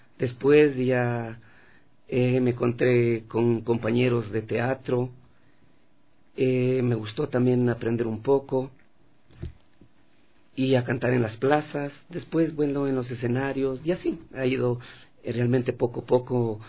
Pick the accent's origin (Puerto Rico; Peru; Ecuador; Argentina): Ecuador; San Isidro, Carchi; Bueno, yo soy del Carchi, del Cantón Espejo, parroquia de San Isidro.